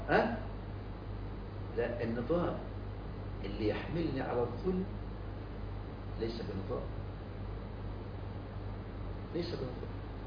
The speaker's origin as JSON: {"language": "Arabic", "country": "Egypt", "said": "عمل قانون اسمه قوانين الإيجار عندنا في مصر"}